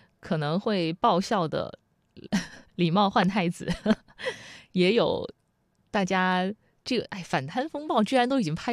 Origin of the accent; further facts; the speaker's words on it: Wuhan, Hubei, China; 我作为武汉人，我也要去支持一下啊，支持一下老乡。